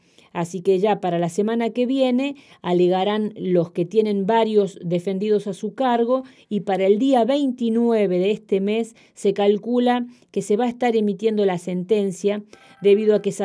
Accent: La Rioja, Argentina; hemos dado un gran paso como pueblo riojano porque había cosas que todavía en La Rioja no se podían hablar

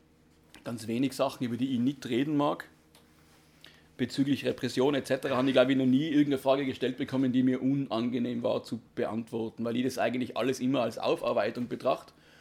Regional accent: Tyrol, Austria; Wie gesagt, ich bin aus Österreich, aus Tirol.

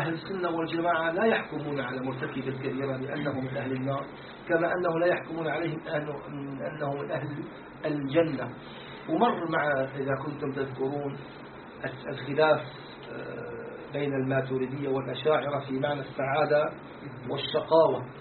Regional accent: Syria; سموه عندنا في الشام سموه نكتة

